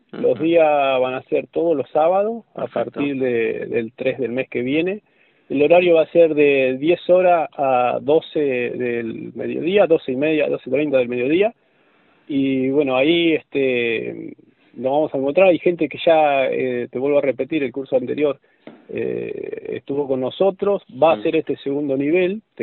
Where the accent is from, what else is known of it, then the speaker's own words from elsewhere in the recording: Buenos Aires, Argentina; Yo soy de Buenos Aires, toda la carrera la hice en Buenos Aires, estoy acá actualmente